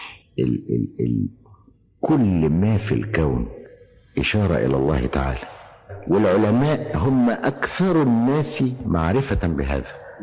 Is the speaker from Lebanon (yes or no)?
no; Egypt; إحنا عندنا في مصر تعبير شعبي بيقول إيه